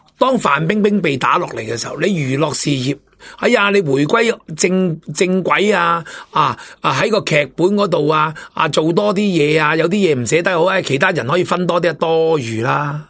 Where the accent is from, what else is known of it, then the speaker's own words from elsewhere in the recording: Hong Kong; 深圳、东莞、广东省，我哋香港人最明白、最睇得到噶啦